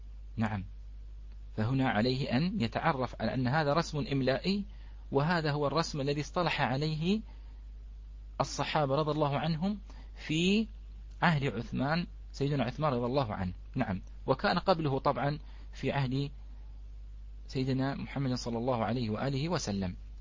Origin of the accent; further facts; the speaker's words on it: Bahrain; هذه نحن عندنا في البحرين كلمة ليوان